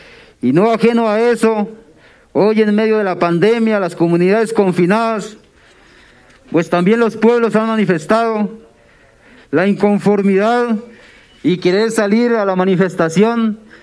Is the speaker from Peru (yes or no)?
no; Colombia; como colombianos y como pueblos nativos